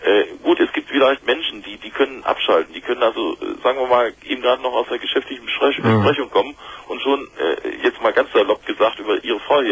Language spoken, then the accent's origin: German; Cologne, North Rhine-Westphalia, Germany; now in Luxembourg; ich komme aus Köln, bin aber kein Kölner, wohne eigentlich in Luxemburg.